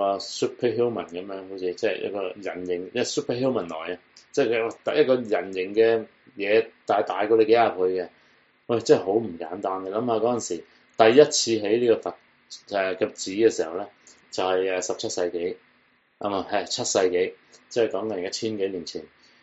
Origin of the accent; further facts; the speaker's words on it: Hong Kong; born there; 咁試問我哋喺香港出世嘅，我哋喺港英出世嘅人